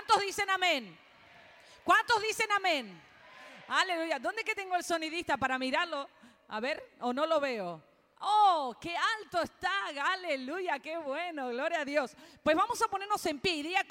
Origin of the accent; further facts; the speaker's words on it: Argentina; born there; yo nací en Argentina, pero mis padres son italianos, mi esposo es cubano y mi hijo puertorriqueño.